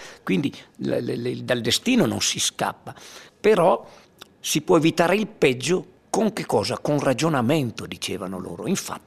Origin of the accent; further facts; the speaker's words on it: Erto, Friuli-Venezia Giulia, Italy; Io sono rimasto nel mio paese, a parte che poi questo racconto, tra le righe, non è altro che la storia della mia gente, del mio popolo ertano